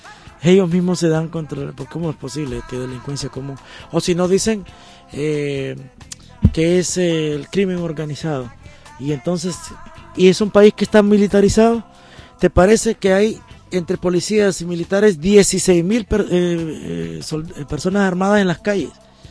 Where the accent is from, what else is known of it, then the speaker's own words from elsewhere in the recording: Honduras; somos un país de 7 millones de personas, 7 millones y medio, con una economía tan débil